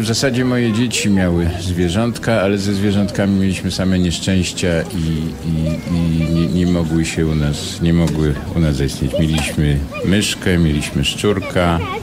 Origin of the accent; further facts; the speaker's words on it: Nowy Sącz, Lesser Poland, Poland; No tak, Łemkoszczyzna, Nowy Sącz, Sądeckie. Mhm. Jestem góralem niskopiennym. Spędziłem tam, jak się ostatnio okazało, chyba 7 lat w sumie pierwszych, więc ważnych.